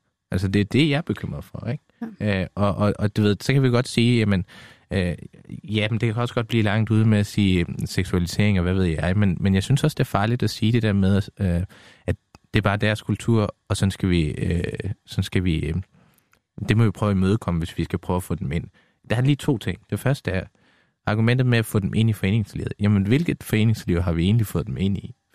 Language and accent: Danish; Afghanistan; now in Denmark; Jeg er flygtning fra Afghanistan og kom med min familie her til for 20 år siden.